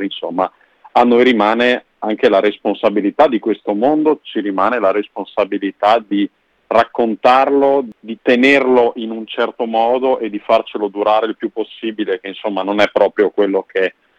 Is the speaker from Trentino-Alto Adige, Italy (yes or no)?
yes; Bolzano, Trentino-Alto Adige, Italy; perché io sono di Bolzano